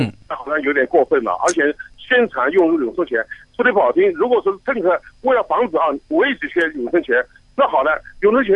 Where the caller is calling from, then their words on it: Hong Kong; 我在香港。